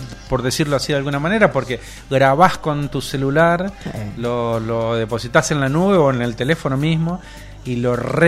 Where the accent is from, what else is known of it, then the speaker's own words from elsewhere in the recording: Argentina; Somos argentinos.